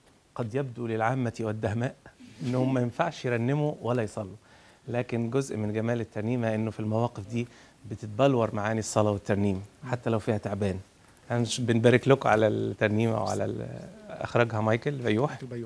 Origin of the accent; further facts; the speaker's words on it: Sohag Governorate, Egypt; بس انا اكتر صعدانه منك، انا من سوهاج بس.